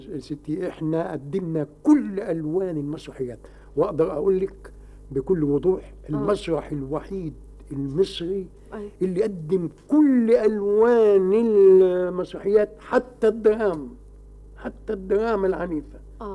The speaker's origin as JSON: {"language": "Arabic", "country": "Egypt", "said": "دي ما حدش بيسمع بها عندنا في مصر"}